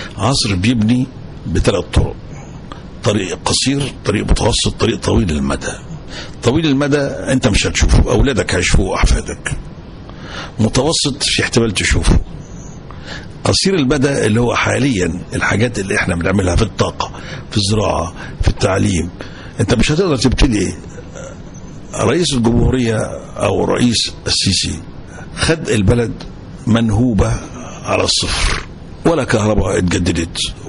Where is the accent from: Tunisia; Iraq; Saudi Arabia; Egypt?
Egypt; ولكن أفخر إن أنا مصري وإن أنا بحارب.